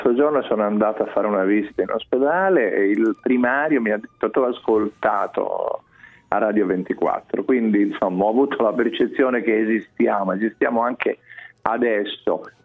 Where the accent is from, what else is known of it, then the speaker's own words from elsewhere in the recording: Sicily, Italy; Ma sai, io sono siciliano